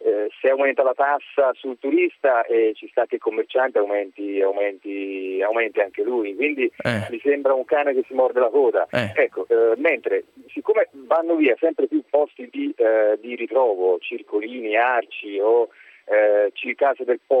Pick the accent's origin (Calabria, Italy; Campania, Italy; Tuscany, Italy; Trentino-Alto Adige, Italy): Tuscany, Italy; Florence; Io sono di Firenze.